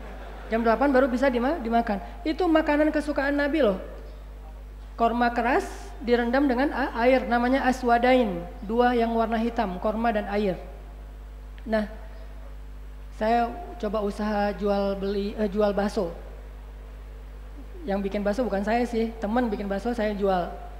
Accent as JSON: {"language": "Indonesian", "region": "Aceh", "country": "Indonesia", "said": "kulkas pertama ada di rumah saya di Aceh itu, saya dari Aceh, itu pas saya di Mesir."}